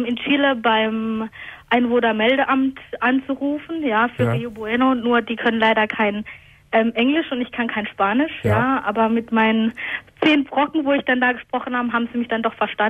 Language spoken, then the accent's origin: German; Hockenheim, Baden-Württemberg, Germany; ja, ich komme aus Hockenheim, ne? Wo soll ich denn sonst herkommen?